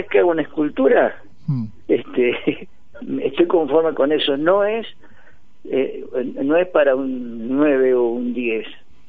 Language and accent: Spanish; Las Flores, Buenos Aires Province, Argentina; now in Tandil, Argentina; Soy de Las Flores.